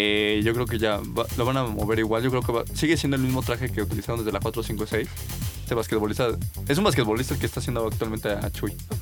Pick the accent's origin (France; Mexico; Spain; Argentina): Mexico; somos mexicanos, pero no somos mismos mexicanos de feño, que luego te ves a los de norte, que hablan este golpeadito.